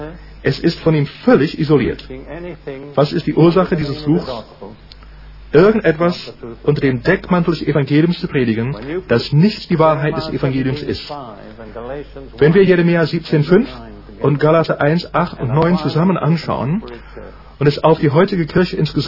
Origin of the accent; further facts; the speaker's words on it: United Kingdom; Ich bin Brite durch und durch.